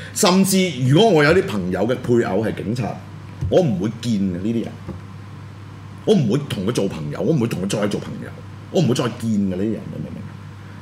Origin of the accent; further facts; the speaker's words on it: Hong Kong; 佢就係傷害我哋香港人嘅人